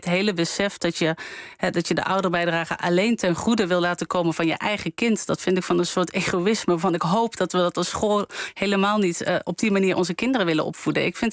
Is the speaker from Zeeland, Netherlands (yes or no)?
no; Limburg, Netherlands; Nou ja, ik ben zelf opgegroeid in Limburg.